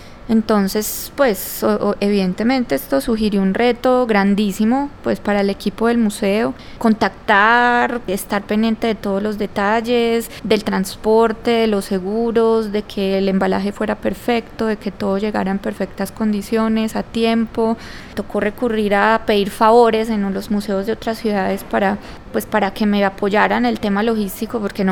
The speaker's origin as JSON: {"language": "Spanish", "country": "Colombia", "said": "para el país y para nosotros como colombianos."}